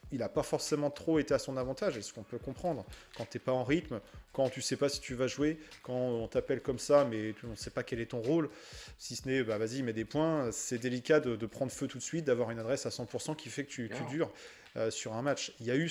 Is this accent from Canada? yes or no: no; France; même si on aimerait en tant que Français le voir starter